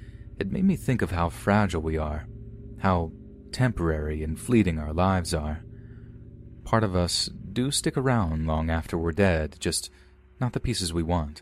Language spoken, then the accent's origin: English; Hong Kong; You see, I'm from Hong Kong and I work at Pok Fu Lam Cemetery